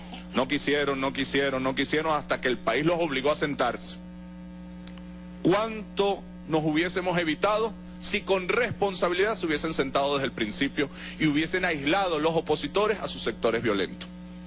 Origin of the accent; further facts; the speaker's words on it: Venezuela; no nos podemos permitir como venezolanos